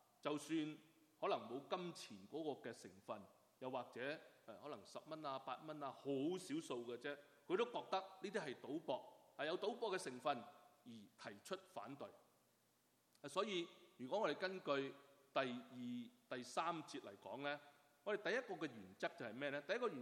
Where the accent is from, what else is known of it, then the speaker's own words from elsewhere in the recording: China; 我们中国人更加是不会浪费，不会浪费。